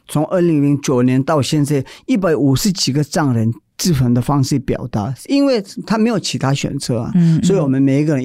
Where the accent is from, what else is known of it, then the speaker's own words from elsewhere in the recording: India; moved away as an adult; now in Taiwan; 在印度长大的，所有的我亲戚朋友我已经离开